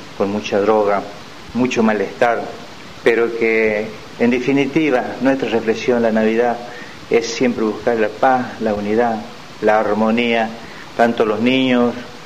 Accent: Córdoba, Argentina; Como cordobés me encuentro acá de paso por San Pedro, donde tengo mi familia

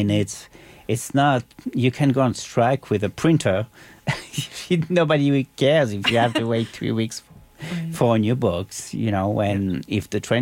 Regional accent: Paris, Île-de-France, France; now in United States; And I'm a wimp. I'm from Paris, so I'm not going out.

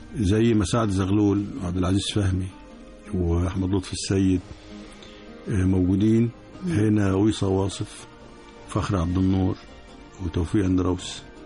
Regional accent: Egypt; بنتكلم باعتبارنا مصريين كلنا ما فيش تفرقة.

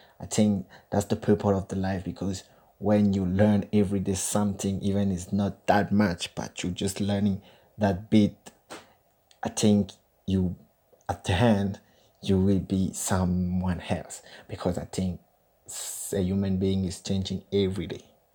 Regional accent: Gabon; English is a second language; As you read on my CV, I'm from Gabon. It's a French country.

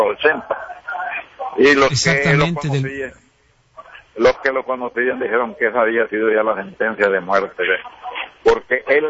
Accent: El Salvador; como hermano y como salvadoreño, digo que el pueblo salvadoreño

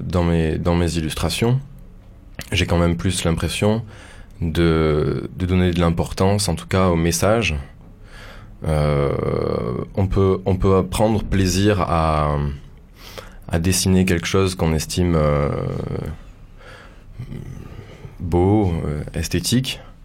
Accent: Toulouse, Occitanie, France; also born or lived in Paris; Je suis revenu sur Paris et puis j'ai essayé de quitter Paris plusieurs fois et puis j'y suis parvenu et me revoilà à Toulouse, là d'où je viens.

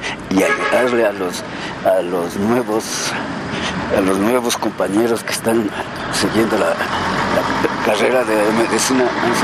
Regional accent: Yaruquí, Pichincha, Ecuador; Yo soy de aquí de la provincia de Pichincha y soy de Yaruquí y me compré una propiedad en Conocoto, entonces yo vivo, estoy ya 50 años en Conocoto.

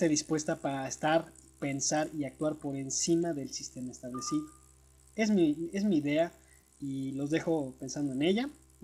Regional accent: Mexico; Yo creo, como individuo, como mexicano y como especie, como ser humano

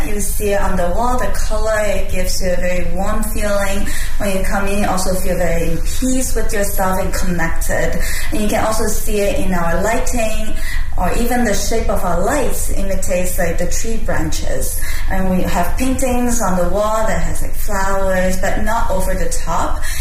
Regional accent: Hong Kong; also born or lived in China / Vancouver, Canada / New York, United States; now in Beijing, China; I'm from all over the place, as some of you might have heard of me. I was born in China, but grew up between Hong Kong and Vancouver, lived in New York and worked in Europe as well. I moved to Beijing about 3.5 years ago

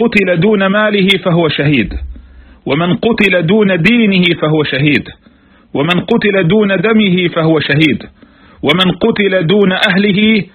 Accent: Palestine; والمعمول به في بلادنا فلسطين

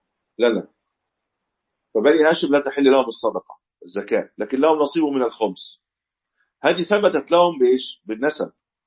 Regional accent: Egypt; كما عندنا في مصر الشام إلى غير ذلك

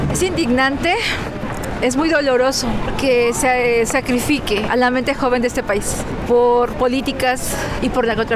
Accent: Veracruz, Mexico; Yo soy de Veracruz, mi esposo es de Oaxaca y mi hijo pues ya es de Feño.

